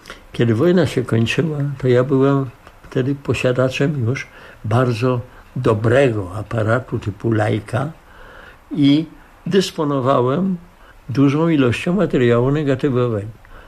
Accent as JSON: {"language": "Polish", "town": "Milanówek", "region": "Masovian Voivodeship", "country": "Poland", "tie": "born there", "said": "Urodziłem się w Milanówku jako syn tamtejszego naczelnika poczty … jego żony … prowadzącej w tymże Milanówku zakład fotograficzny."}